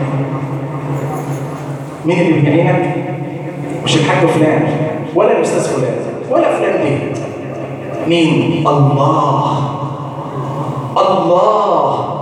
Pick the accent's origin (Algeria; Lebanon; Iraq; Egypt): Egypt; اللهم ارزق بلادنا مصر الأمن والأمان